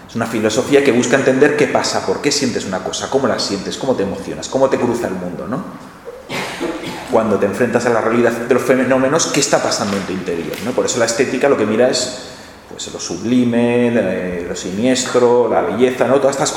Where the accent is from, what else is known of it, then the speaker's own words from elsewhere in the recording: Catalonia, Spain; Y claro, yo vengo de Cataluña, ¿no?